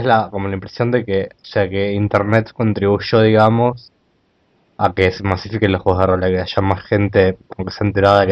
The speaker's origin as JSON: {"language": "Spanish", "region": "Buenos Aires", "country": "Argentina", "said": "yo también, yo soy de acá, soy de Capital también"}